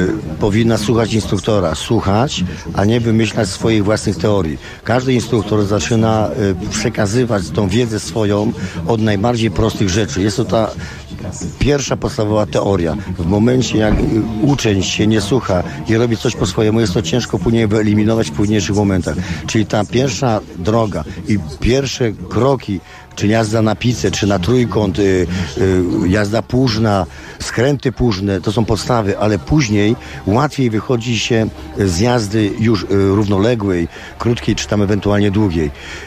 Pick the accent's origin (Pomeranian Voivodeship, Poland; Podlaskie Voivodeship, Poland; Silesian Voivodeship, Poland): Pomeranian Voivodeship, Poland; Słupsk; instruktor narciarstwa zjazdowego. Jestem ze Słupska.